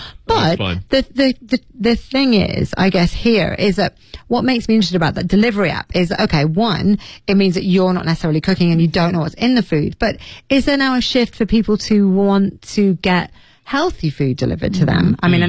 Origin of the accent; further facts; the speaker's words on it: United States; I'm very American.